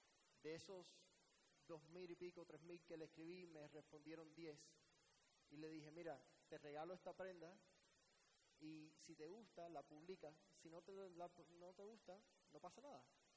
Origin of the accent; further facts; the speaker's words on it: Miami, Florida, United States; also born or lived in Cuba; soy cubano, inmigrante a Miami desde los 2 años. Básicamente me crié en los Estados Unidos mi vida entera, América, los Estados Unidos, mi país.